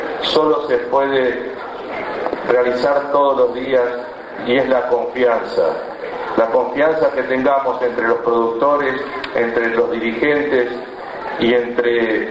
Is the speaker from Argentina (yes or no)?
yes; Bonifacio, Buenos Aires Province, Argentina; Yo vengo del Bonifacio, partido de Guaminí, y sé que parte de nuestra agua